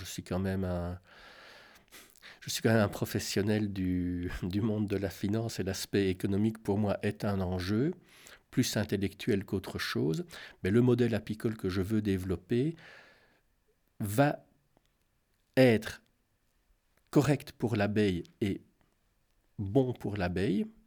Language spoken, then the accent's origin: French; Belgium; compte tenu de ce qu'est la vie par chez nous en Belgique, est difficile à faire